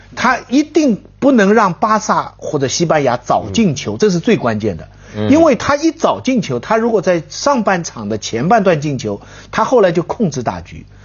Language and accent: Chinese; China; 我们中国人很多人不喜欢叫他托妞